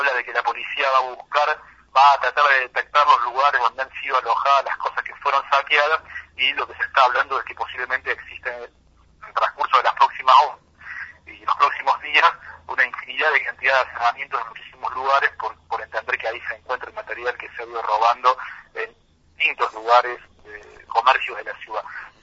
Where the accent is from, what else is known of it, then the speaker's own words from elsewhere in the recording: Córdoba, Argentina; lo que estamos viviendo lamentablemente como sociedad cordobesa